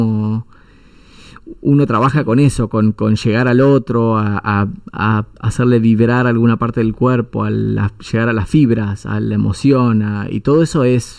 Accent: Anguil, La Pampa, Argentina; also born or lived in Victorica / Buenos Aires; Después viví toda mi infancia, fue en Anguil, la familia de mi mamá, o sea, mi mamá es de Anguil. Hice todo mi colegio primario y secundario en Anguil. Después también viví un poco en Victorica, bueno, y Buenos Aires, muchos años en Buenos Aires.

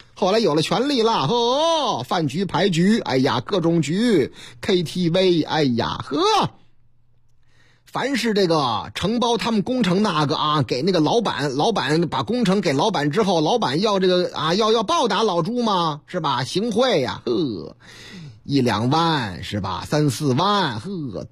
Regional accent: Shanghai, China; now in Beijing, China; 我老家，哎，上海，嗯，上海这个上海人家讲话啊

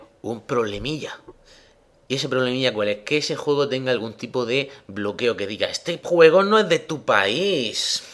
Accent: Murcia, Region of Murcia, Spain; ¿cómo me compro yo esto si yo soy un españolico de Murcia, que es peor todavía?

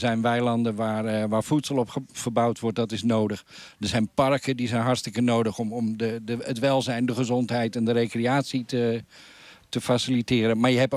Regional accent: Hoorn, North Holland, Netherlands; En de stad Horen, in ieder geval waar ik vandaan kom, die begint ook aardig vol te raken.

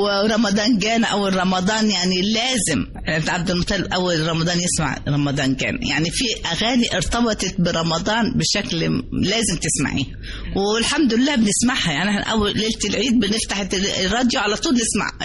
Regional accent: Upper Egypt, Egypt; فبقول لهم لا أنا صعيدية

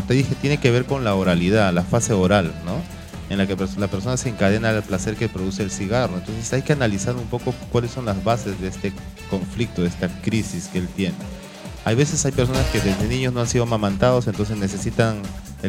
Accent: Carmen de la Legua, Callao, Peru; born there; Yo, por ejemplo, que trabajo, vivo en el Callao, nací en Carmen de la Legua

